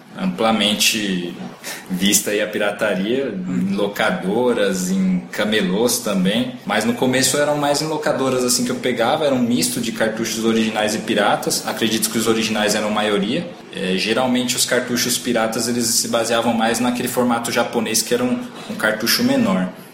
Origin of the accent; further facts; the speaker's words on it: Osasco, São Paulo, Brazil; para quem não sabe, nós somos de Osasco.